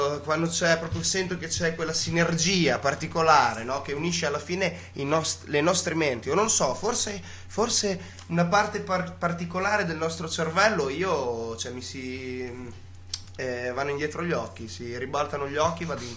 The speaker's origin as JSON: {"language": "Italian", "town": "Ferrara", "region": "Emilia-Romagna", "country": "Italy", "said": "vengo da Ferrara."}